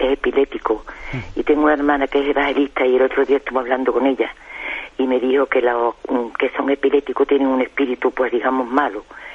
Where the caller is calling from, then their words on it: Seville, Andalusia, Spain; de Sevilla.